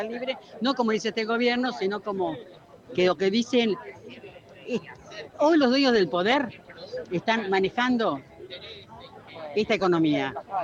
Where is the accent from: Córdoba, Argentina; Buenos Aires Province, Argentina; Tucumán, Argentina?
Buenos Aires Province, Argentina; La Plata; soy de la ciudad de La Plata. Pero venimos con alegría, con calor, pero con alegría a Buenos Ai